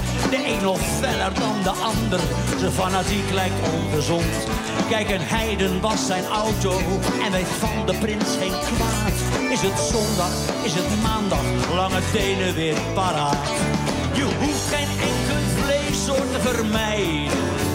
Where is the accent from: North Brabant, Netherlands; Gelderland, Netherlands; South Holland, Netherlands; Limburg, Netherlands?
South Holland, Netherlands; Vlaardingen; also born or lived in Rotterdam; ik ben geboren in Rotterdam, maar toen ik een half was... woon ik in Vlaardingen sindsdien.